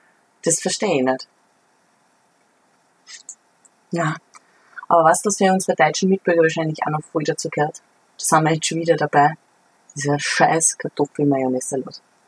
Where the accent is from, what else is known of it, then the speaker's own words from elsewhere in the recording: Ottensheim, Upper Austria, Austria; Naja, ich komme aus Ottensheim.